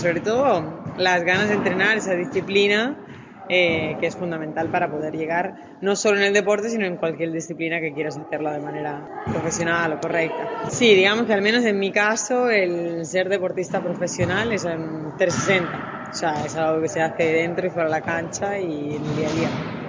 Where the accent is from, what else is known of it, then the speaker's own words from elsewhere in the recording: Asturias, Spain; Yo soy asturiana, soy del norte, cerca de Galicia, que sé que a los españoles nos llamáis los gallegos, así que cerca de Galicia, soy de Asturias y ahí es donde viven mi mamá, mi papá, y, bueno, mi familia.